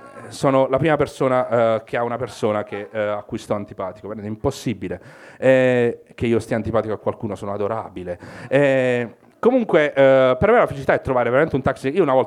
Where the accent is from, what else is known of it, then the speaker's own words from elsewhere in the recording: Basilicata, Italy; non sono uno che viaggia, sono dalla Basilicata, quindi quello che faccio è tornare in Basilicata e dire, ah, sono in vacanza